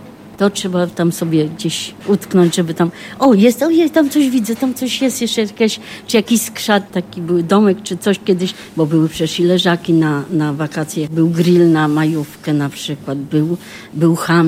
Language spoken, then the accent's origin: Polish; Warsaw, Masovian Voivodeship, Poland; No, urodziłam się w Warszawie, jestem z Warszawy, tylko że na początku to była Ochota, teraz to są Włochy już, ale no, cały czas jestem tu w okolicach.